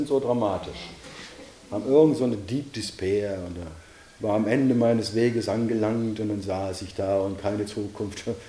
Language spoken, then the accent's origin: German; Bavaria, Germany; Ich bin ein Bayer in Bayern und das ist im Himmel sein.